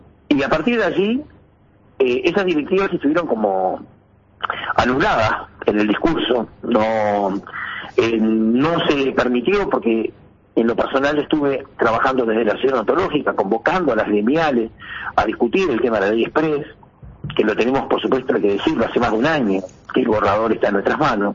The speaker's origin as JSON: {"language": "Spanish", "country": "Uruguay", "said": "Pero nosotros somos, también los uruguayos en general, no hablo de los profesionales, los uruguayos en general"}